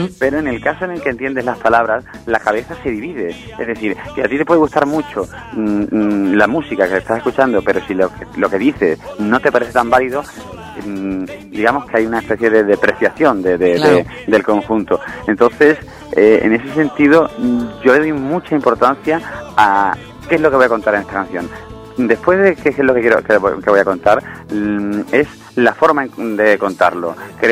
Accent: Seville, Andalusia, Spain; also born or lived in Jerez de la Frontera; yo nací en Jerez de la Frontera, me crié en Sevilla

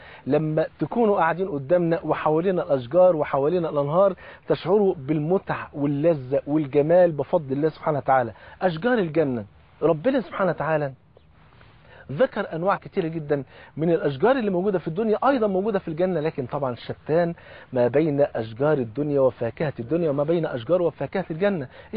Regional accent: Egypt; الفول عندنا في مصر فرض عين

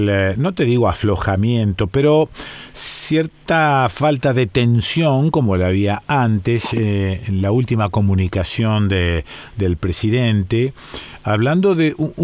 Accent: Argentina; bueno, somos argentinos, ¿no?

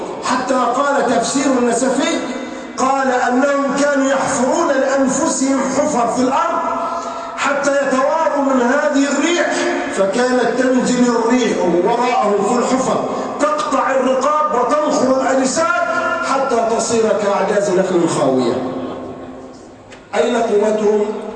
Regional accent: Egypt; ينطلق بها على الطريق الصحراوي عندنا في مصر

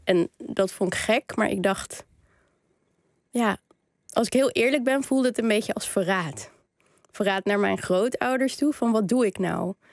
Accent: Amsterdam, North Holland, Netherlands; We komen allebei uit Amsterdam. Zijn allebei journalist, zijn allebei ongeveer even oud.

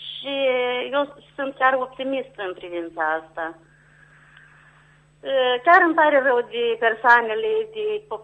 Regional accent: Negureni, Telenești District, Moldova; Eu sunt de la Negurente Lenești

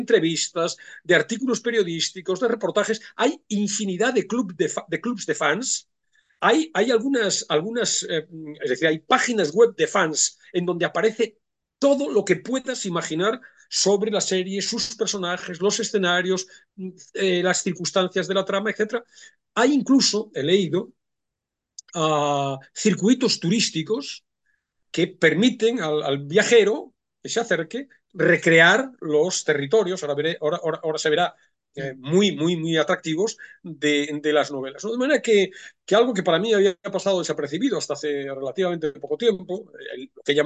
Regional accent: Galicia, Spain; Sin desmerecer a Galicia, porque yo soy gallego y Galicia es muy oeste, hay que decir.

